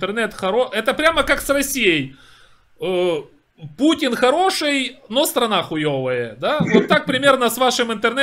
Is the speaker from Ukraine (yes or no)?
yes; Ukraine; Вот я украинец, да? На мою страну напала Россия.